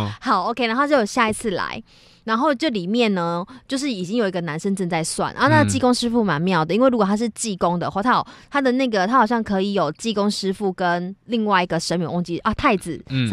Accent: Taiwan; 韩国也很爱，我们台湾人也很爱

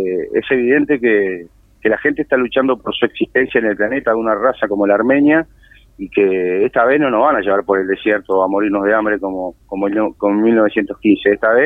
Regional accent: Uruguay; yo soy un tipo recontra uruguayo, soy murguista, soy candombero, yo qué sé, soy de mi barrio de la esquina, ¿sí? Es decir, soy más uruguayo que el mate, pero también soy igualmente armenio

